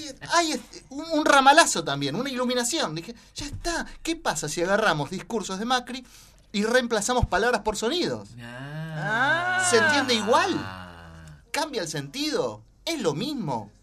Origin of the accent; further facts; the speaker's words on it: Argentina; Es una demostración de lo que somos capaces los argentinos de hacer cuando nos sentamos alrededor de una mesa